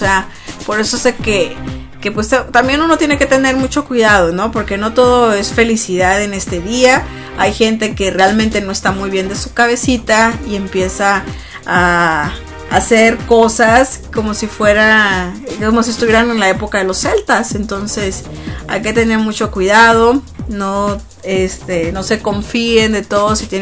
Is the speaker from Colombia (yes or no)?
no; Mexico; Ya ven que todos los que somos mexicanos, el día 12 de noviembre, pues celebramos el Día de los Muertos